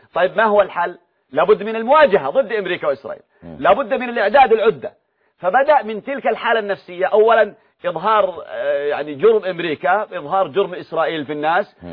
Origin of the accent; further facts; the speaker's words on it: Yemen; هذه يسمونها الصرخة عندنا في اليمن